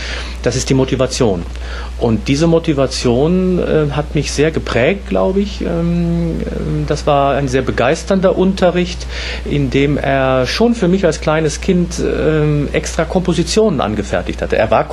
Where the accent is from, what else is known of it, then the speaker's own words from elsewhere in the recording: Hagen, North Rhine-Westphalia, Germany; born there; Gebürtig in Hagen in Westfalen, südlich von Dortmund ungefähr.